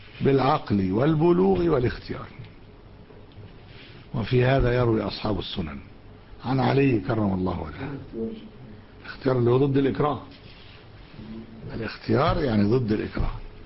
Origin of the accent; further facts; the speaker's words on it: Alexandria, Alexandria Governorate, Egypt; حتى في بقايا عندنا في اسكندرية